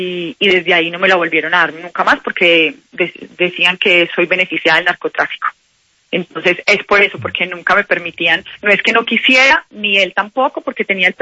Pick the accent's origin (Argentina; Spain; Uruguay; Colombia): Colombia; en mi carrera siempre he vivido como cualquier colombiano tratando de crear empresa